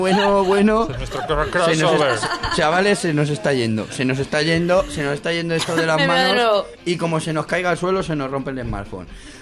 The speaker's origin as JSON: {"language": "Spanish", "country": "Spain", "said": "No, yo soy español y aquí pone Phoenix."}